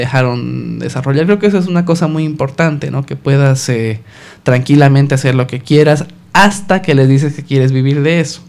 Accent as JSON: {"language": "Spanish", "region": "La Paz", "country": "Bolivia", "tie": "born or raised there", "said": "Yo soy de La Paz."}